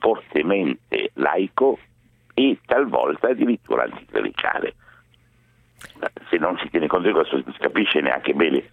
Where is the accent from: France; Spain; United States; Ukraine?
France; Italian is a second language; Io in quanto sono per metà francese